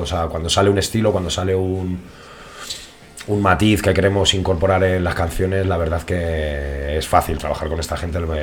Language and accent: Spanish; Getafe, Community of Madrid, Spain; y luego la gran mayoría somos de aquí de Getafe.